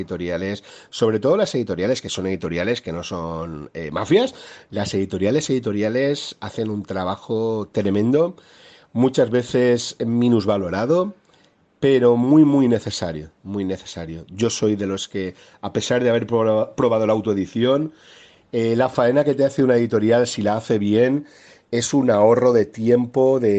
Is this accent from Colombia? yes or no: no; Valencia, Valencian Community, Spain; la Semana Santa de mi pueblo marinero, del Grao, del Cabañal, del Cañamelar